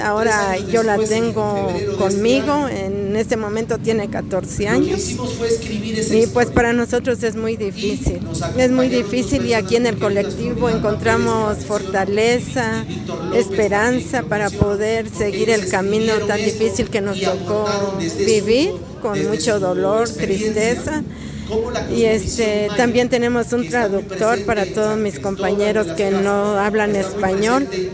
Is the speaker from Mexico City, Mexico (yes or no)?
no; Comitán de Domínguez, Chiapas, Mexico; born there; nací en Comitán de Domínguez, Chiapas